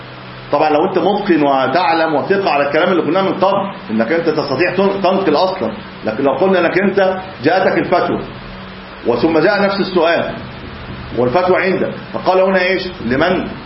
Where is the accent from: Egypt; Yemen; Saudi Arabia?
Egypt; طبعا احنا عندنا في مصر خلاط، يعني في عليه خلاط، احنا خلاط في مصر،